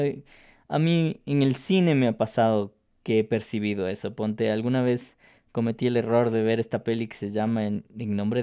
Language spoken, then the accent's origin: Spanish; Ecuador; qué chusco que somos los ecuatorianos